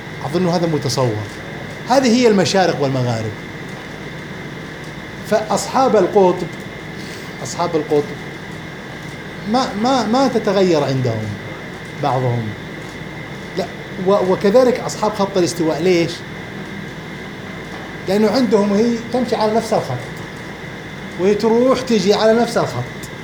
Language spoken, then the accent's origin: Arabic; Al-Qassim, Saudi Arabia; فالمثل الشعبي عندنا في للحسابين عندنا في القصيم